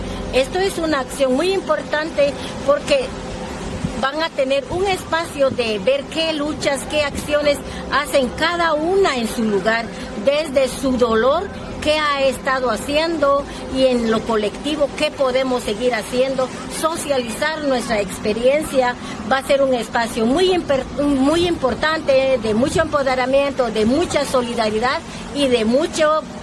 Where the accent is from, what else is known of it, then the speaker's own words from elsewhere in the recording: Guatemala; soy Maya Cachiquel de Guatemala.